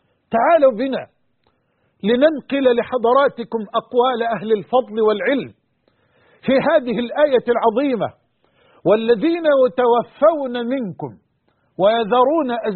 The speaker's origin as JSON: {"language": "Arabic", "country": "Egypt", "said": "وعن بلدنا مصر وجميع بلاد"}